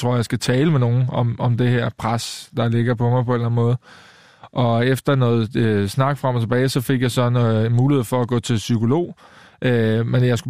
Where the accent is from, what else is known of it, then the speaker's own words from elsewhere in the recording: Køge, Zealand, Denmark; og i Køge, hvor jeg kommer fra, der var jeg den yngste